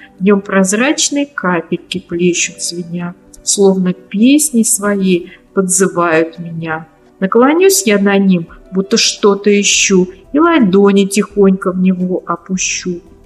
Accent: Ryazan Oblast, Russia; так как я из Рязанской области.

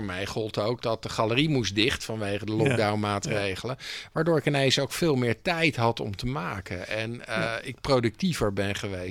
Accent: Delft, South Holland, Netherlands; dat wij uit Delft komen is eigenlijk irrelevant.

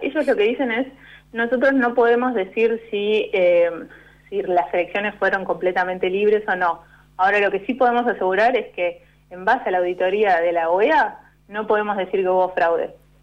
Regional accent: Corrientes, Argentina; Es como la abreviatura de Corrientes, porque soy correntina.

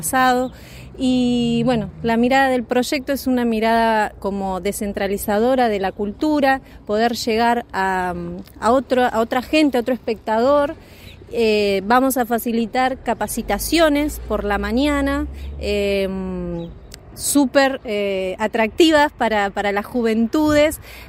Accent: Mayor Buratovich, Buenos Aires, Argentina; moved away as an adult; hace 10 años que vivo acá, no soy de acá, soy de Mayor Buratovich, un pueblito yendo para Bahía Blanca, de la provincia de Buenos Aires, y me vine acá porque mis hijos son rionegrinos.

